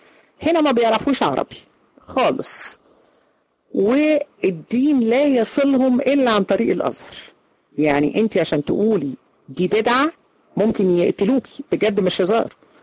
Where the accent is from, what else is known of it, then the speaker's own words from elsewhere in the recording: Egypt; احنا عندنا في مصر الامية 60%، 60% في مصر لا يقرأوا ولا يكتبوا